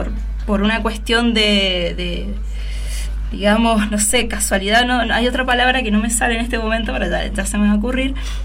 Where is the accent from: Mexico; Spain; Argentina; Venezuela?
Argentina; cómo nos puede llegar a influir a nosotros como latinoamericanos, como argentinos, esta elección